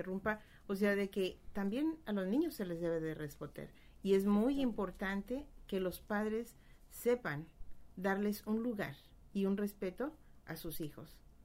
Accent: Guadalajara, Jalisco, Mexico; en México, en Guadalajara, de donde yo soy, todavía cuando voy de visita

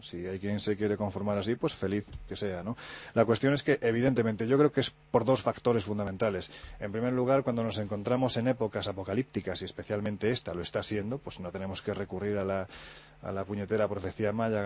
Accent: Andalusia, Spain; yo, como andaluz que soy y que quiero a mi tierra muchísimo

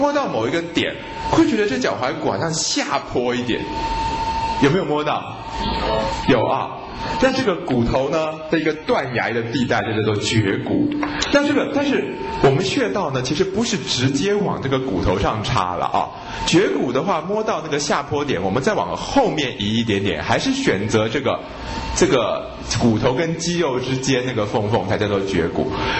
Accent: China; 可是我们中国人古时候啊，在这个因为我们中国古时候不是那么的这个流行解剖学

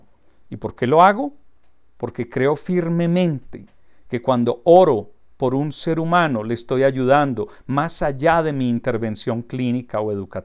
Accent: Antioquia, Colombia; estoy actuando como buen colombiano y de mi región, que es Antioquia, y nos llaman paisas, estoy muy paisa.

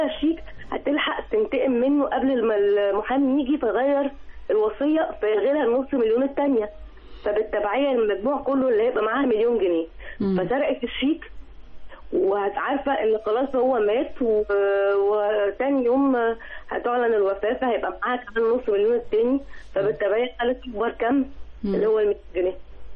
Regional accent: Egypt; واحلى دراما بوليسية في حياتنا كلنا كمصريين.

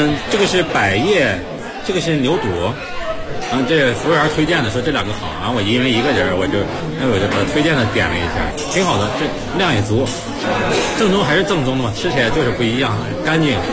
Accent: Taiyuan, Shanxi, China; 我是从太原过来的

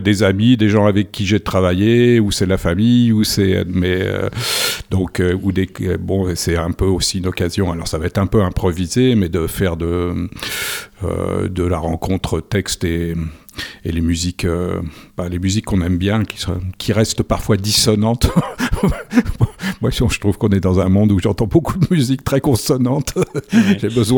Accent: Paris, Île-de-France, France; Moi, j'avais 7 ans, puisqu'on a grandi à Paris, là, dans une rue.

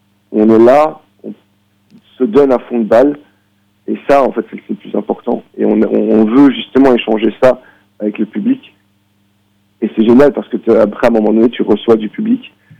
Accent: Belgium; Moi, en tant que Belge, j'ai vu ça avec une certaine distance

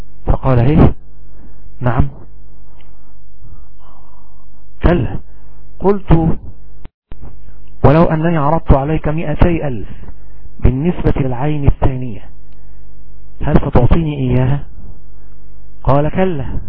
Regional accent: Egypt; ونأكل مثلا الطعام المسمى عندنا في مصر بالأرز.

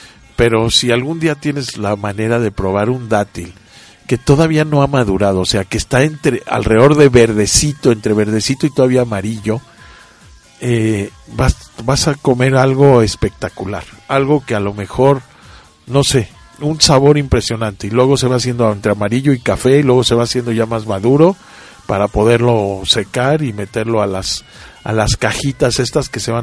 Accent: Mexico; por lo menos en México, jamás en la vida de mi vida como mexicano he comido un dátil fresco.

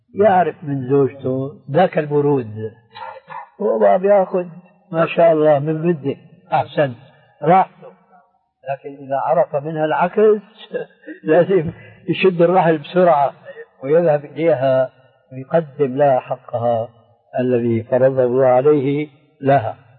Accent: Syria; كما يقول عندنا في الشام حشو الكب بعيد،

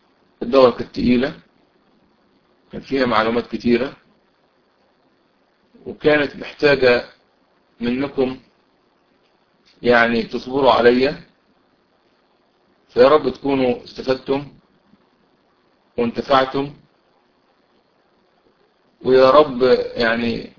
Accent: Mansoura, Dakahlia, Egypt; طبعا أنا من المنصورة، فالدور لو في دور في المنصورة أو جوار أو قريبة من المنصورة

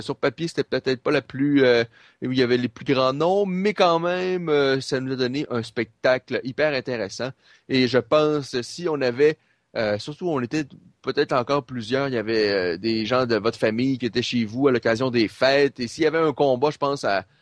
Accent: Canada; En tant que Canadien, on peut être fier de sa performance.

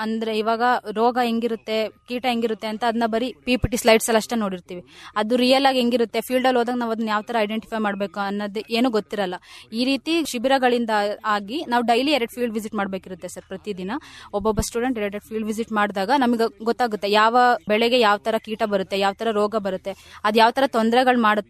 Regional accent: Arsikere, Karnataka, India; ನಾನು ಮೂಲತಃ ಅರಸೀಕೆರೆ ತಾಲೂಕವಳಾಗಿರ್ತೀನಿ.

